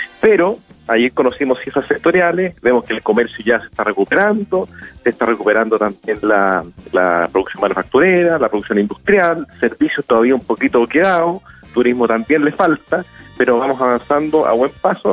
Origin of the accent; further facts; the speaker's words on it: Chile; porque como buen chileno, vamos a último minuto a comprar los regalos de Navidad.